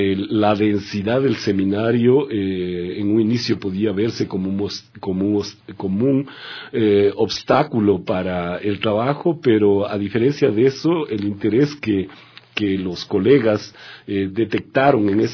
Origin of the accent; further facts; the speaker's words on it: Ecuador; now in Brazil; dado que soy ecuatoriano de origen